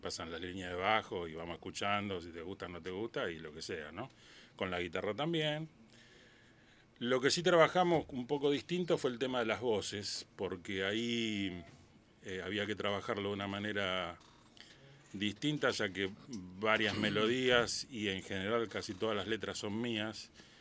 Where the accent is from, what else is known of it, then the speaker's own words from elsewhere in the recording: Argentina; Bueno, un agrado estar de nuevo acá en Argentina, en mi tierra.